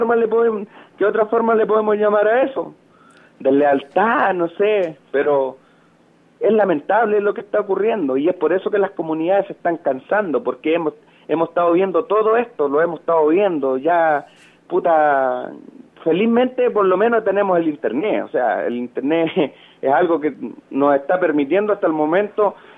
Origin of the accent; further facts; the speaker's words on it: Chile; a la final nosotros como chilenos pasamos a ser todos corruptos, po.